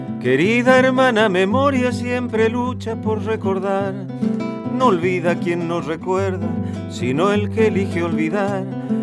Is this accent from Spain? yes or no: no; Resistencia, Chaco, Argentina; yo soy de Resistencia, de mi ciudad, que forma parte del mapa litoraleño.